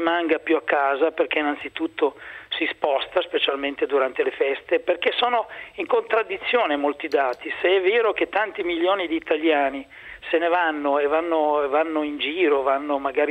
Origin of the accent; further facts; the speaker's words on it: Emilia-Romagna, Italy; perché io sono della scuola dei cappelletti, essendo romagnolo